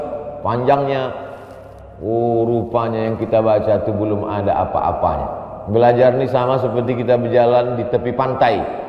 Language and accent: Indonesian; Riau, Indonesia; Sebagai orang Riau bangga kita.